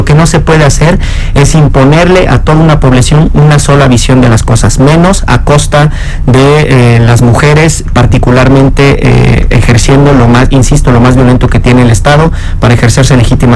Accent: Veracruz, Mexico; yo soy veracruzano

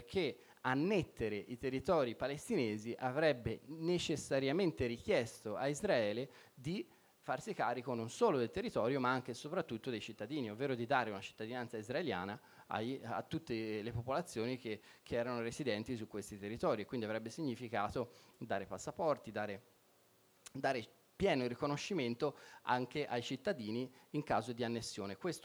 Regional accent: Tuscany, Italy; per me almeno, che così, che io sono toscano e quindi mi ricorda, con tanti olivi, tante vigne, mi ricorda molto anche appunto la Toscana

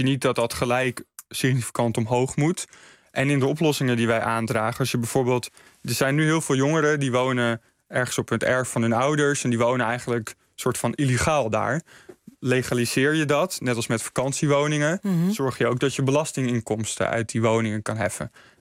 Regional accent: Mijdrecht, Utrecht, Netherlands; Ik kom uit Meidrecht en daar wordt ook graag gebouwd, want het ligt mooi dicht bij Amsterdam, maar wel lekker rustig op het platteland.

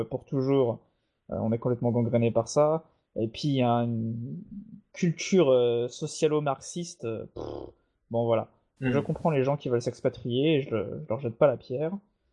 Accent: France; chez nous, en France

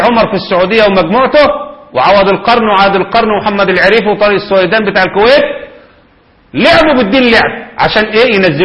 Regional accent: Egypt; لو كان ده حق مشروع زي ما هو كفل الدستور عندنا في مصر

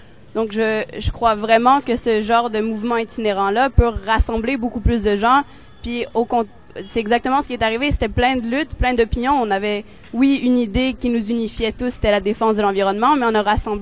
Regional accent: Quebec, Canada; Je viens du Québec

